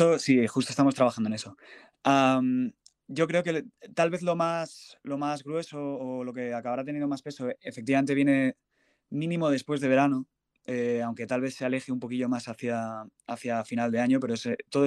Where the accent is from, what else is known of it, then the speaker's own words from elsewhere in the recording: Madrid, Community of Madrid, Spain; yo de Campamento. Entonces los dos estudios, uno está en Campamento y el otro en Alto de Extremadura. Aquí en Madrid.